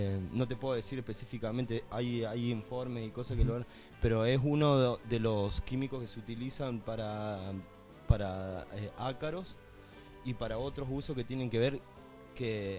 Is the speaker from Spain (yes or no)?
no; Ceres, Santa Fe, Argentina; born there; en el noroeste de Santa Fe, en la localidad donde nací, en Cere